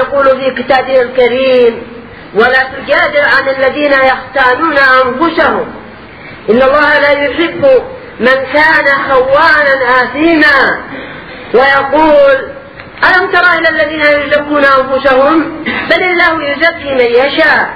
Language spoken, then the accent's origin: Arabic; Yemen; عندنا في اليمن